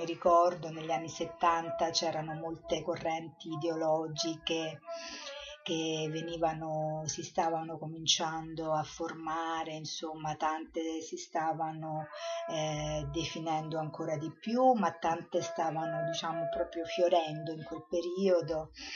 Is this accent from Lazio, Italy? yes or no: yes; Rome, Lazio, Italy; sono nata a Roma, ho vissuto prevalentemente a Roma